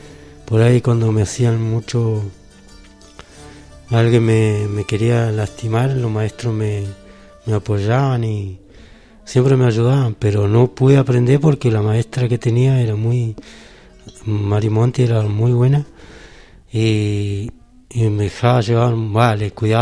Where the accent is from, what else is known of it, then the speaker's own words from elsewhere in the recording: Rinconada, Argentina; me crié acá en la Rinconada. Nací acá y me crié acá con todos mis hermanos, ¿no?